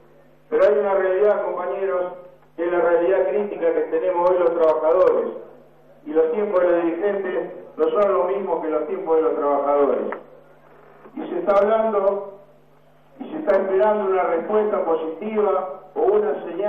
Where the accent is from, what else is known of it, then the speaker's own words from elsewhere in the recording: Santa Fe, Argentina; vengo de una provincia de Santa Fe, en donde se pierden 2.000 puestos de trabajo privados por mes desde el 1 de enero de este año